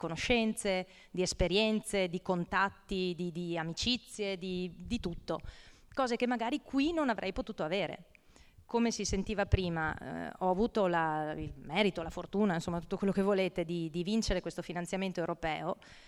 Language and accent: Italian; Cappella Maggiore, Veneto, Italy; io in realtà sono originaria vicino a Vittorio Veneto, questo è il mio paesino natale, 6.000 anime, nel vittoriese. E si chiama Cappella Maggiore, che di maggiore non ha molto perché appunto è proprio piccino. E nel mio percorso di studi appunto poi mi sono trasferita a Padova